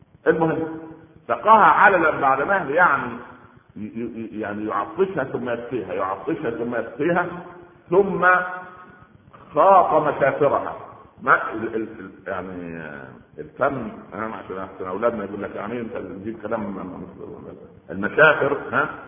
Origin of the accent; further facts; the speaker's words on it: Egypt; عندنا في مصر العوام من الناس يقول لك